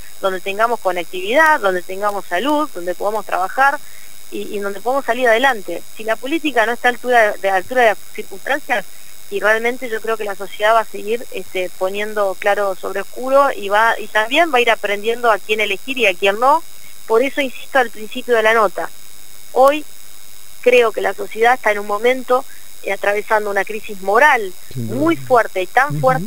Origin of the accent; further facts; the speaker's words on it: Argentina; Y no quiero irme de mi país. Yo soy orgullosa de Argentina.